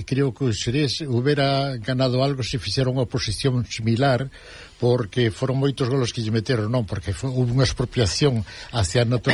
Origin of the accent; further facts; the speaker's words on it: Xurés, Galicia, Spain; porque eu, como son de Xurés, pois intento algo de montaña, non? De esas zonas así.